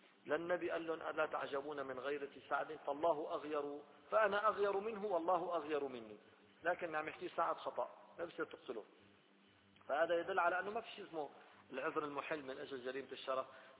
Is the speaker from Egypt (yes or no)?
no; Syria; وجمعية تنظيم الأسرة عندنا في سوريا